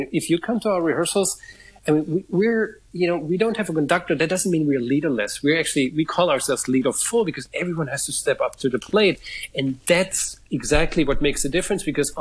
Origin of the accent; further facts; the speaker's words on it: Germany; moved away; I'm from Germany originally.